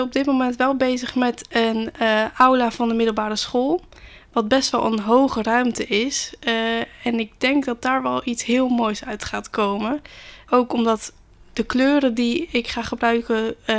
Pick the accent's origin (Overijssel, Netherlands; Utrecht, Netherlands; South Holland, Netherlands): South Holland, Netherlands; Rotterdam; ben 21 jaar. Ik kom uit Rotterdam. Woon ook nog gezellig bij mijn ouders.